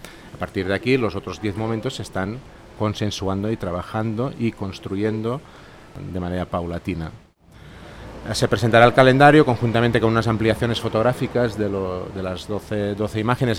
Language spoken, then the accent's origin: Spanish; Barcelona, Catalonia, Spain; soy artista visual y antropólogo y vengo de la ciudad de Barcelona, en España.